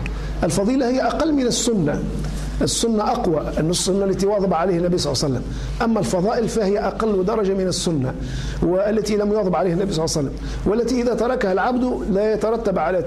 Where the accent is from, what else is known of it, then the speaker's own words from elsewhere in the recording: Tunisia; كما هو الشأن في بلدنا تونس